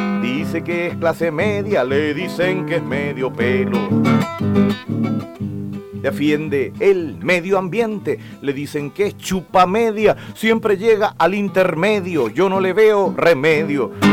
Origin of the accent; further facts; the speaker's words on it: Chile; son nuestra forma de respirar, como chilenos